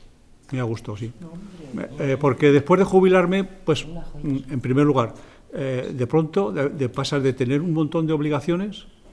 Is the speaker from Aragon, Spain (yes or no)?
yes; Zaragoza, Aragon, Spain; born there; yo nací en Torrero y fui al Colegio San Antonio no cuando estaba aquí, sino que estaba en la calle Alicante, por la calle Alicante, la calle Monterregado.